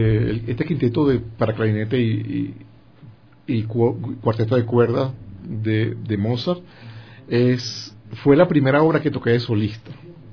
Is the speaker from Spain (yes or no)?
no; San Felipe, Yaracuy, Venezuela; yo no hablaba ni inglés ni hablaba francés. Yo de mi pueblo, de San Felipe, ya en Yaracuy, en Venezuela, me monté en un avión y aparecí en París